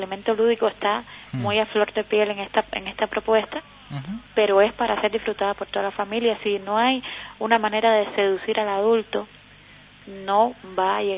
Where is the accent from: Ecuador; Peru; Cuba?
Cuba; Havana; Sí, nosotros somos habaneros